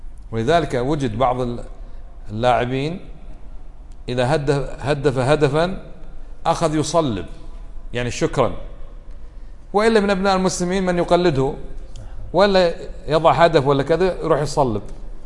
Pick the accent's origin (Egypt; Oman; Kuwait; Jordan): Kuwait; بلادنا ما فيها، كم ولي عندنا بالكويت يعبد من دون الله